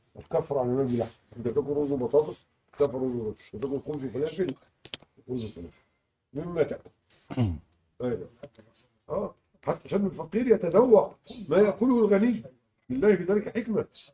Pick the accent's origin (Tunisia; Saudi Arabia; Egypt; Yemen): Egypt; معظم الناس عندنا في مصر طلعوها إيه؟